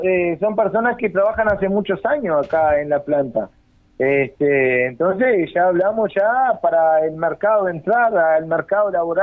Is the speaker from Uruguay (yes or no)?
yes; Rivera, Uruguay; Somos personas que hace muchos años trabajamos acá en esta planta, somos nacidos, criados acá en Rivera